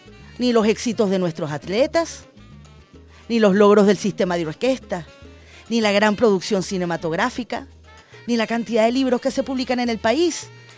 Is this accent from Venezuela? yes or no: yes; Venezuela; somos venezolanos